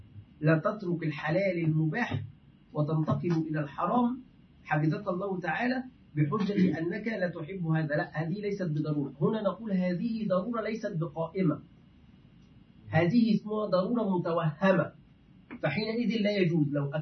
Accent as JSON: {"language": "Arabic", "country": "Egypt", "said": "عندنا في مصر يفعلون هذا"}